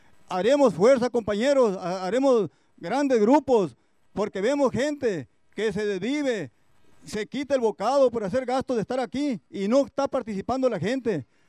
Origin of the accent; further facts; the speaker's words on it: Mexico; Como buen mexicano, hay que saber morir